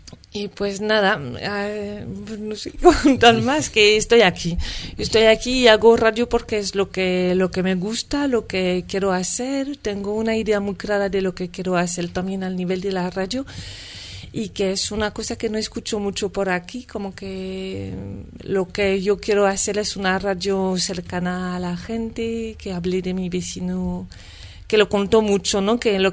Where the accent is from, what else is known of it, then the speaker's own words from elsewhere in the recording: France; now in Madrid, Spain; una francesa en Madrid, que vive aquí desde hace tiempo